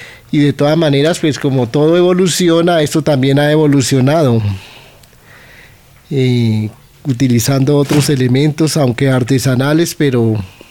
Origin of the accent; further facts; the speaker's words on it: Puente Nacional, Santander, Colombia; now in Bogotá, Colombia; tengo 54 años y soy oriundo de Puente Nacional Santander. Bueno, eso fue cuando yo decidí venirme de mi pueblo en Santander, aquí a Bogotá.